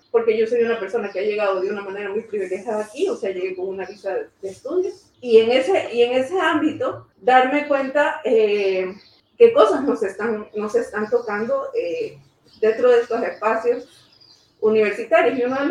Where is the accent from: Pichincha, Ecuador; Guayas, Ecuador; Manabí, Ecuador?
Guayas, Ecuador; Guayaquil; moved away as an adult; now in Bilbao, Spain; vengo de Guayaquil, soy artista visual y también estudio producción editorial.